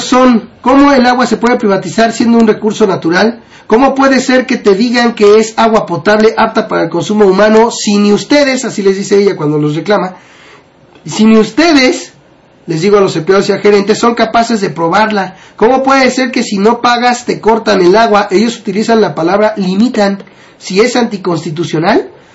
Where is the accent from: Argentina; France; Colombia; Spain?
Argentina; now in Mexico; Pánico a las privatizaciones tengo, soy de Argentina y ya hemos pasado por esto.